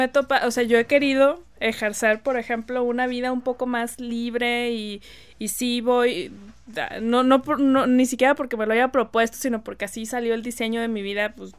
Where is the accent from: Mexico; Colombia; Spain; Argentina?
Mexico; Monterrey, Nuevo León; aprendimos a hablar inglés, o porque estamos, podemos ir a McAllen o lo que sea, pero en el fondo nuestro corazoncito es mexicano. O sea, yo ayer, así, mexicanito, regiomontanito